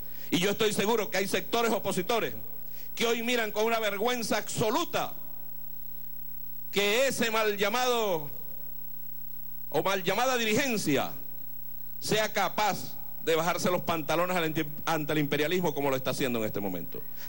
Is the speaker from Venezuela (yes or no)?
yes; Venezuela